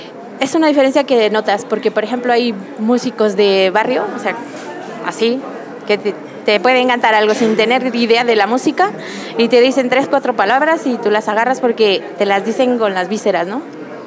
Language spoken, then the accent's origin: Spanish; Mexico; no sé si era el caso de que va uno como mexicano, la verdad es muy bien acogido